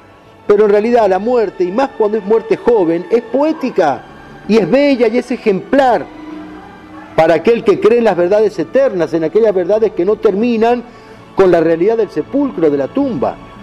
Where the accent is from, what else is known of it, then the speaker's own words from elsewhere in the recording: Argentina; Como católicos y argentinos y como hispanoamericanos, nos sentimos orgullosos de esta gesta.